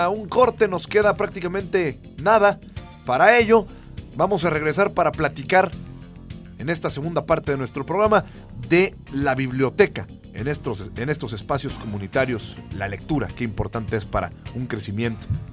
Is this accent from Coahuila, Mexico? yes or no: yes; Saltillo, Coahuila, Mexico; empatizar con que somos de Saltillo, apasionarnos con que somos de esta ciudad